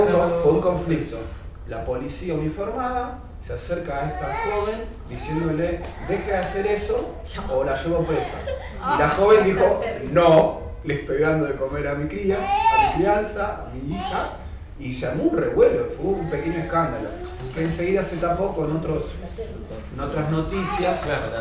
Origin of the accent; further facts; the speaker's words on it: Buenos Aires, Argentina; yo vengo de Buenos Aires, Argentina, en zona norte